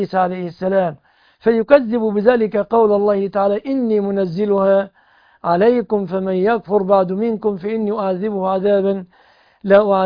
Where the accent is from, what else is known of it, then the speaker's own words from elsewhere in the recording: Egypt; أنا مصري وأقول آمين في كل